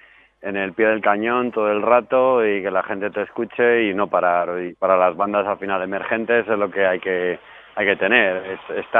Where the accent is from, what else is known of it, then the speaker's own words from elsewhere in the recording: Burgos, Castile and León, Spain; Yo soy de Burgos, tampoco tenemos.